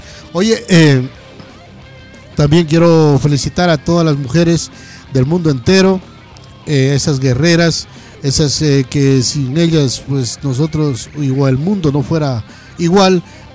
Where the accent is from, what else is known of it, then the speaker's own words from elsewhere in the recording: Catamayo, Loja, Ecuador; por Ecuador, por Loja, por Catamayo, mi tierra querida, por la tierra del sol naciente, así se le dice, se le llama, porque es un valle espectacular.